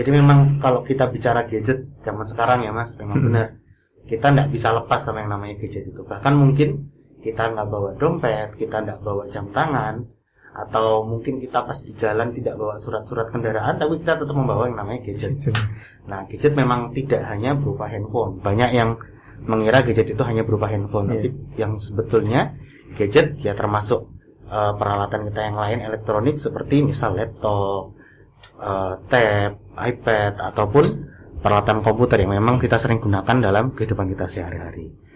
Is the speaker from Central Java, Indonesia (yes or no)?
yes; Semarang, Central Java, Indonesia; Saya asli Semarang